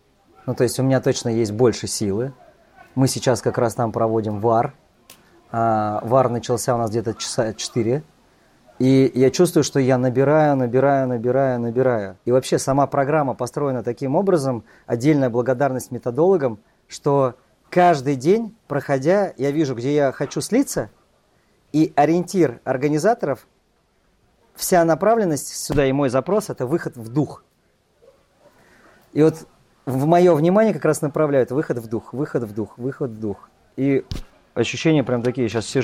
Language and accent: Russian; Moscow, Russia; я родом из Москвы, мне 41 год.